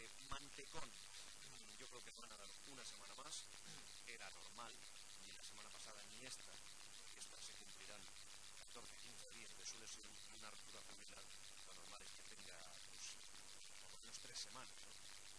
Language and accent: Spanish; Valencian Community, Spain; Por cierto, soy un valenciano, no les he saludado.